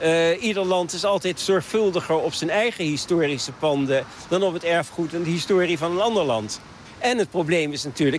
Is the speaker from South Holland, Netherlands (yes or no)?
yes; The Hague, South Holland, Netherlands; Ik woon er niet naast, maar ik ben een Hagenaar.